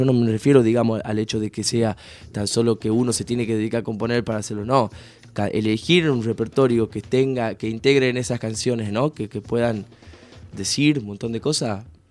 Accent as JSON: {"language": "Spanish", "region": "Tucumán", "country": "Argentina", "said": "yo soy de acá de Tucumán y esta samba que es tan característica de Tucumán, la tengo que cantar"}